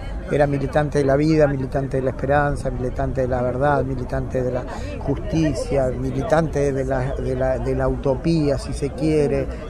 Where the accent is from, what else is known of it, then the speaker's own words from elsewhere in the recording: Chivilcoy, Buenos Aires Province, Argentina; born there; moved away as an adult; also born or lived in Mexico; soy argenmex, argentino que estudió en los 70 en La Plata y me fui exiliado a México, y en ese marco reencontré allá en México Solidario a Adelina, que es compueblana mía, nacimos los dos en Chivilcoy ya mucho tiempo antes